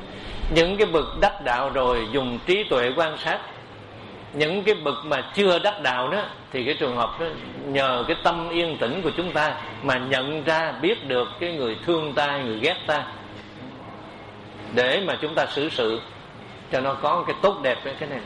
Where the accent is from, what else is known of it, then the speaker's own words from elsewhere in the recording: Cu Chi, Ho Chi Minh City, Vietnam; Tại tôi xuất thân ở Củ Chi, cho nên cái đất Củ Chi này là bà con nhiều. Và tôi ở thành phố này nữa cũng vậy.